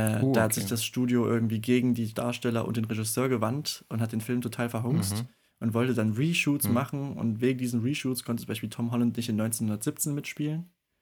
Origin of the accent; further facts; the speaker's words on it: Norway; als Norweger habe ich auch lange ihn unterschätzt